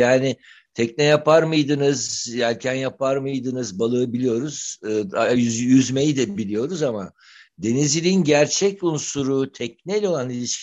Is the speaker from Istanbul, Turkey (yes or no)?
yes; Istanbul, Turkey; kendi büyüdüğüm semt olan mahalle köy olan Bebek'le ilgili programlar yapıyorum